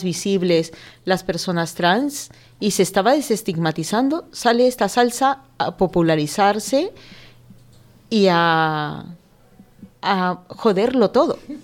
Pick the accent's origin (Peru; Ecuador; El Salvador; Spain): Peru; yo tengo 52 años, cuando yo era jovencita salió esta canción, soy de Perú